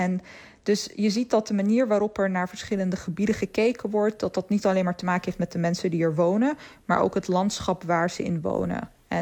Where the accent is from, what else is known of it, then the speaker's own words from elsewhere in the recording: Netherlands; ik weet nog dat ik het altijd als kind opgroeiend in Nederland het ontzettend fascinerend vond dat Nederland zo ontzettend vlak was.